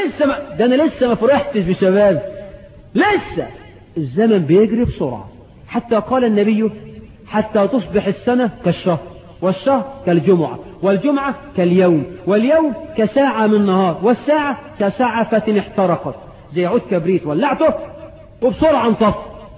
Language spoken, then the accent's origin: Arabic; Egypt; وعندنا في مصر كتير بقى،